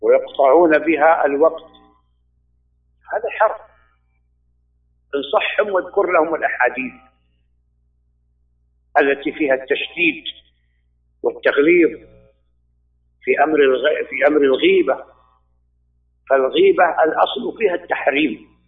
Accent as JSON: {"language": "Arabic", "country": "Saudi Arabia", "said": "أولا أنا لا، أنا سعودي كما يعلم الجميع، ولا أعلم هذه العادة في السعودية"}